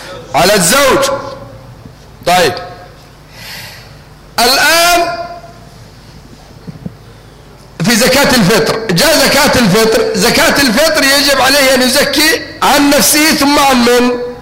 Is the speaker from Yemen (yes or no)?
yes; Yemen; الموسكي عندنا في اليمن